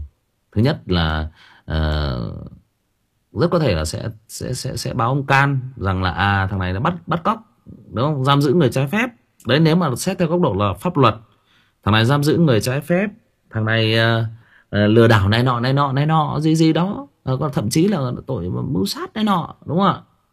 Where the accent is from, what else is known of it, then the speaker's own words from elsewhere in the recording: Northern Vietnam, Vietnam; mặc dù tôi là người Bắc, nhưng mà tôi vẫn cứ nói là tôi rất thích cái cách sống của người miền Nam